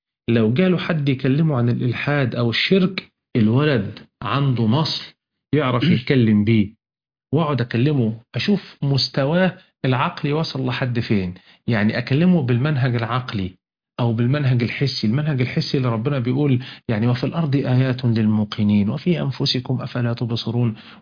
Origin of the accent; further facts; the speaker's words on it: Ismailia, Ismailia Governorate, Egypt; انا من الاسماعيلية، عندنا في الاسماعيلية اقف كده هنا المية الحلوة والمية المالحة